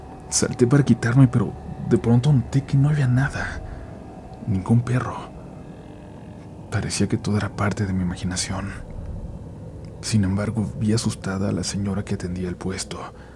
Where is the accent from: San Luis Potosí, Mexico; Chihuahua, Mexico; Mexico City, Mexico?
Mexico City, Mexico; Iztapalapa; Yo soy oriundo de Iztapalapa, para ser más preciso, de la zona del Cerro de la Estrella